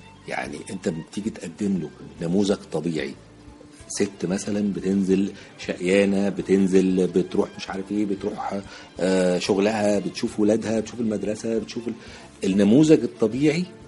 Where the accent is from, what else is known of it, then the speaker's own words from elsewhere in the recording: Egypt; إحنا عندنا في مصر صناعية كبار على فكرة